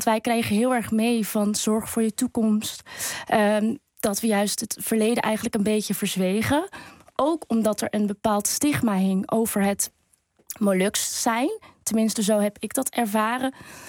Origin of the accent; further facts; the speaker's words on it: Oosterwolde, Friesland, Netherlands; Ik ben zelf opgegroeid in Friesland, in Oosterwolde. Dat ligt daar ongeveer 18 kilometer vandaan.